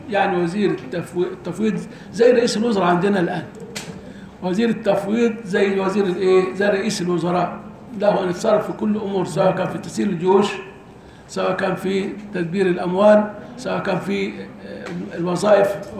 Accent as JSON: {"language": "Arabic", "country": "Egypt", "said": "لان احنا عندنا في مصر احيانا قد يولى"}